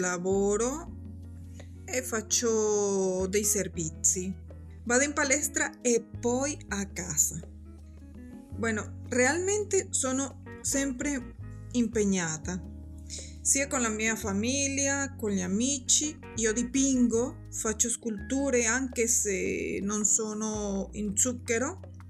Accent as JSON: {"language": "Italian", "town": "Caracas", "region": "Capital District", "country": "Venezuela", "second_language": "Italian", "lives_now": "Salerno, Italy", "said": "Io sono nata a Caracas, Venezuela."}